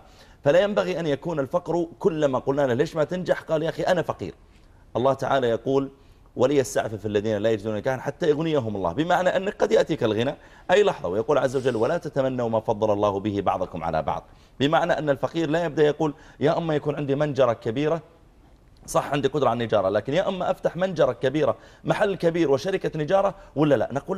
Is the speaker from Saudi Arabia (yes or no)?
yes; Saudi Arabia; احنا نحمد الله تعالى عندنا في السعوديه التعليم بالمجان